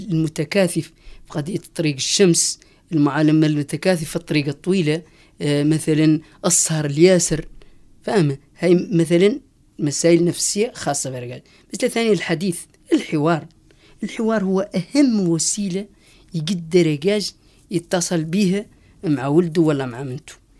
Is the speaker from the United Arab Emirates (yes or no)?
no; Western Sahara; احنا مجتمع صحراوي في مخيمات اللاجئين